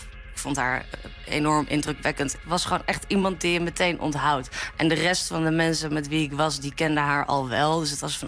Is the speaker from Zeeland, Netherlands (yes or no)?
no; Amsterdam, North Holland, Netherlands; Ik ben 29 jaar. Ik kom uit Amsterdam.